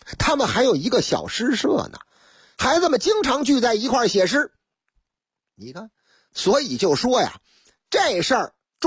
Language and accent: Chinese; Shanghai, China; first language Shanghainese; 用我老家阿拉桑哎哇哎上海话嘛